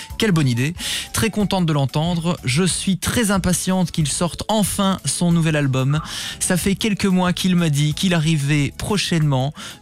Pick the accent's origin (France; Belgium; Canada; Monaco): Belgium; Aussi chez nous en Belgique, c'est vrai ça.